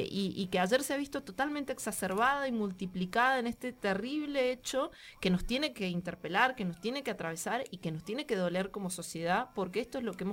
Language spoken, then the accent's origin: Spanish; Agrelo, Mendoza, Argentina; yo vengo de por allá, yo crecí en Agrelo, en la localidad inmediatamente anterior a la de Ugarteche